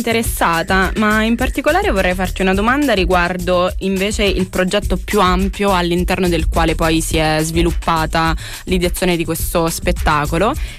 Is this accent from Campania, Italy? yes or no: yes; Naples, Campania, Italy; now in Bologna, Italy; sono napoletana e mi sono formata a Napoli. Però sono a Bologna da una decina d'anni, un po' più di 10 anni